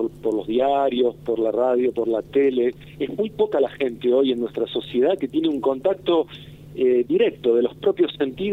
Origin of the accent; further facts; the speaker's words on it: Argentina; also born or lived in Chile; soy argentino 100%.